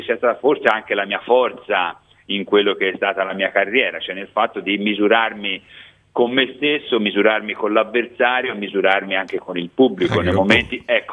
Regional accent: Florence, Tuscany, Italy; sono cresciuto a Firenze

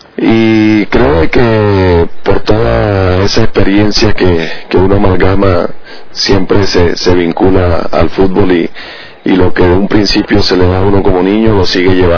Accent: Barranquilla, Atlántico, Colombia; fui transcurriendo en las diferentes categorías menores en mi ciudad. Yo soy de Barranquilla.

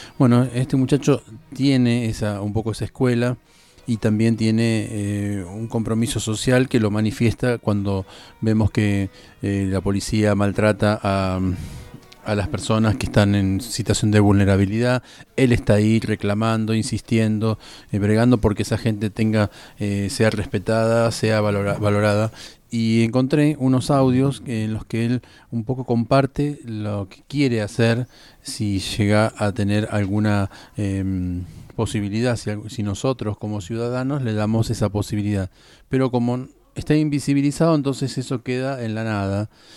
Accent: Argentina; muy consecuente con lo que como nosotros como argentinos queremos y buscamos.

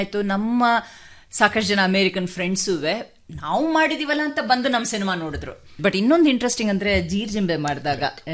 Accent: Bangalore, Karnataka, India; Heart of Bengaluru ಅಂತಲ್ಲ, ಗಾಂಧಿ ಬಜಾರ್ ಆ ಏರಿಯಲ್ಲಿ ಹುಟ್ಟಿ ಬೆಳೆದಿದ್ದು.

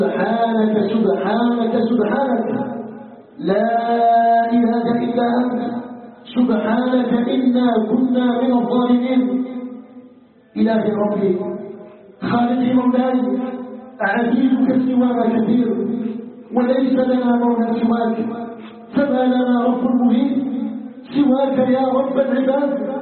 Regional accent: Algeria; عموما وفي بلدنا الجزائر بصفة خاصة

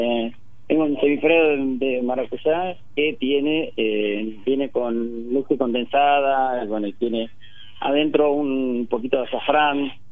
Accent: Tandil, Buenos Aires Province, Argentina; Yo soy de Tandil, sí. Nacido y criado en Tandil.

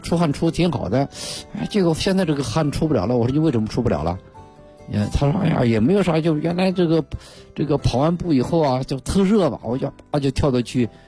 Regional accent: China

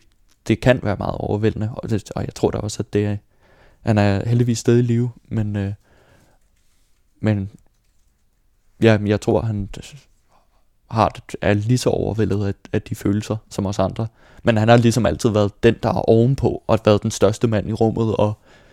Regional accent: Bagsværd, Capital Region of Denmark, Denmark; also born or lived in Copenhagen; Jeg blev født på Vesterbro, men voksede op i Bagsvær med mine forældre og min storebror.

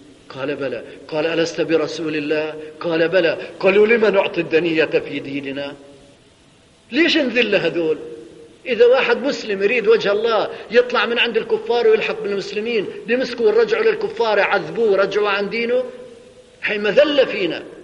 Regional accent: Syria; عندنا في سوريا

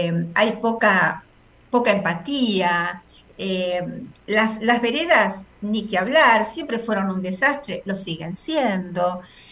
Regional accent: Buenos Aires, Argentina; born there; a mí me gusta Buenos Aires. Porque nací en Buenos Aires, entonces siento que es mi ciudad, que es mi lugar.

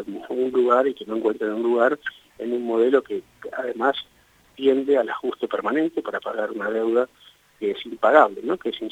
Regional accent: Buenos Aires, Argentina; Vivo hace 47 años en Buenos Aires, es decir, nunca salí de Buenos Aires

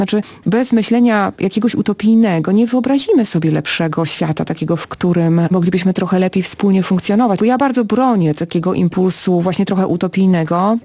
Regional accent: Masovian Voivodeship, Poland; Tak, ja się urodziłam w Warszawie, wychowałam się na Mazowszu, ale wychowałam się pod Warszawą, dokładnie w miejscu, gdzie Bóg zbiega się z Narwią.

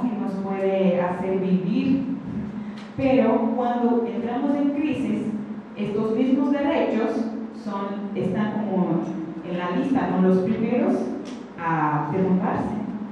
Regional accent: Maceió, Alagoas, Brazil; De allá, porque yo soy de Maceió

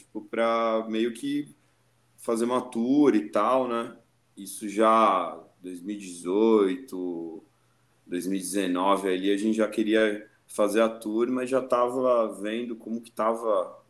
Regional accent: Santos, São Paulo, Brazil; now in São Paulo, Brazil; Eu sou de Santos, eu sou da Baixada, mas já moro há um bom tempo aqui em São Paulo.

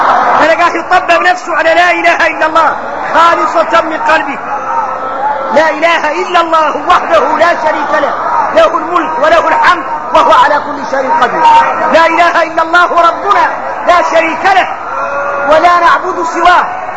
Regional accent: Mauritania; هذا موجود فينا احنا موريتاني.

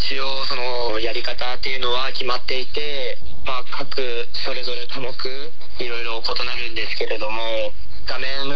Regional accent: Sapporo, Hokkaido, Japan; 出身は、北海道札幌市です。

